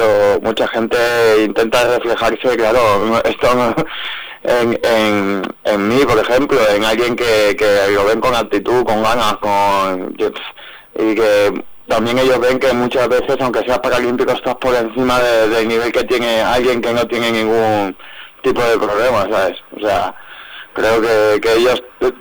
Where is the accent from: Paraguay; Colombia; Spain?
Spain; Valencia, Valencian Community; No, soy de Valencia, ahí hay una equivocación, todo el mundo se piensa que soy de Alicante, pero soy valenciano.